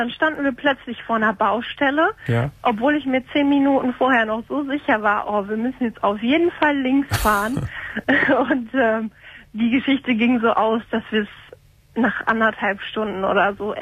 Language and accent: German; Lippstadt, North Rhine-Westphalia, Germany; now in Cologne, Germany; Aber gebürtig komme ich aus Lippstadt